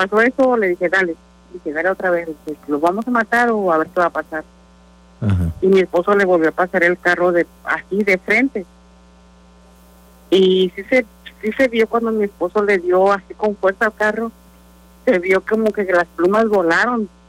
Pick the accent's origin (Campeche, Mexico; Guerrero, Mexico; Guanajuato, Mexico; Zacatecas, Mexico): Guanajuato, Mexico; San Miguel de Allende; now in United States; Sí, les estoy hablando de Texas. Yo en veces, bueno, yo también, yo soy de San Miguel de Allende.